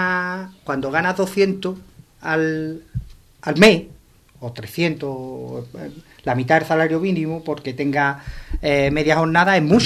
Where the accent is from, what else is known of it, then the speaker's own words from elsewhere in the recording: Ubrique, Andalusia, Spain; cuando salimos de Ubrique damos propina, pero aquí en Ubrique nos cuesta darla un poquito